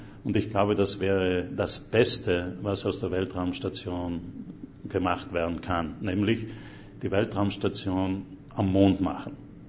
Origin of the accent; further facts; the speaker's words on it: Trentino-Alto Adige, Italy; moved away as an adult; now in United States; bin Südtiroler, seit über 40 Jahren jetzt in den USA.